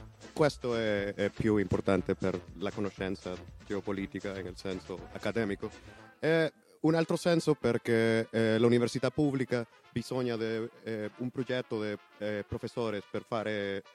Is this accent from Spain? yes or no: no; Honduras; Italian is a second language; now in Italy; Poi sono arrivato dall'Honduras 3 mesi fa.